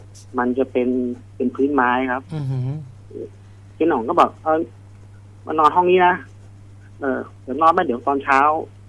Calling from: Bang Saen, Chonburi, Thailand; บางแสนครับผม

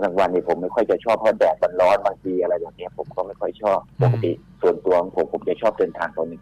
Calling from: Sattahip, Chonburi, Thailand; อำเภอสัตหีบจังหวัดชลบุรีครับ

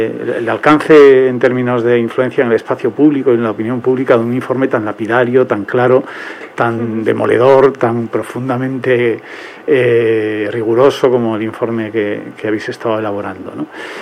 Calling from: Tres Cantos, Community of Madrid, Spain; sí, de Tres Cantos.

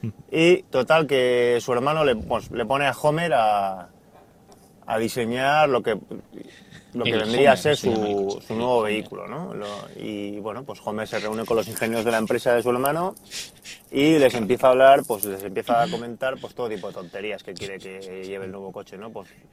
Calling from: San Sebastián, Basque Country, Spain; de San Sebastián y os mando este mensaje

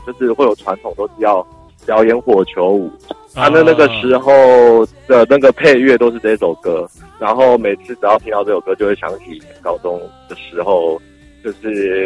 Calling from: Kaohsiung, Taiwan; 你好，我是高雄的

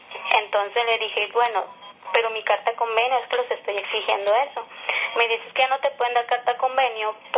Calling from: Torreón, Coahuila, Mexico; Soy de aquí, de Torreón.

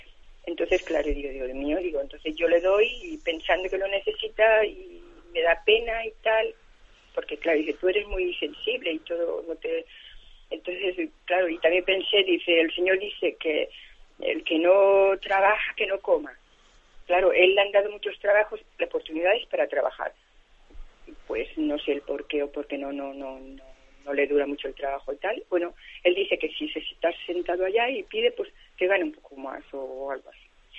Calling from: Balearic Islands, Spain; de Mallorca.

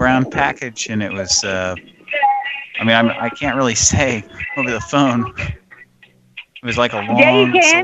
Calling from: Rhode Island, United States; I misdialed. I'm calling from Rhode Island.

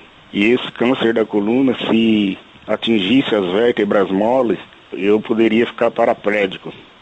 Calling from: Umuarama, Paraná, Brazil; sou de Umuarama. Ouço pela rádio Inconfidência de Umuarama.

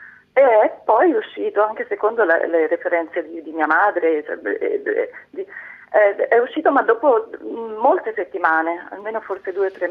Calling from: Syracuse, Sicily, Italy; Tra l'altro chiamo da Siracusa, quindi il sole ce l'ho.

